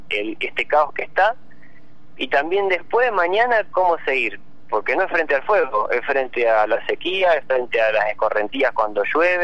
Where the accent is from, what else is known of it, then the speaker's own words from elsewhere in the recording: Argentina; Yo creo que me da ese punto como de argentino, la verdad que tenemos tanto por disfrutar